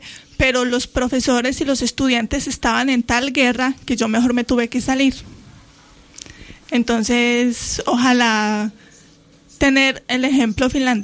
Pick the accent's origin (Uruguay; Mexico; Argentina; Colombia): Colombia; now in Spain; Yo, pues, soy colombiana. Y inicialmente yo quería estudiar teatro, pero en Colombia eso no es aprobado.